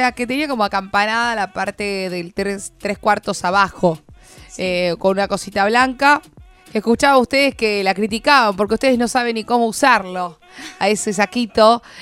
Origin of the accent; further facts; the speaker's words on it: Buenos Aires, Argentina; yo soy, no soy de La Plata, yo soy de Capital Federal, ¿no?